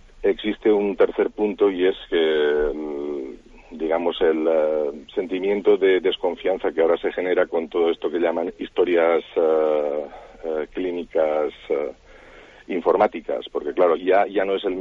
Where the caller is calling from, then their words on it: Valencia, Valencian Community, Spain; Hola, buenos días. … de Valencia.